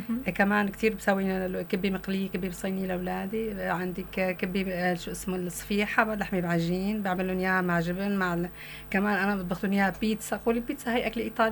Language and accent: Arabic; Syria; نحن السوريين بنعرف انه الارهاب مقلودين وعصف ببلدنا للأسف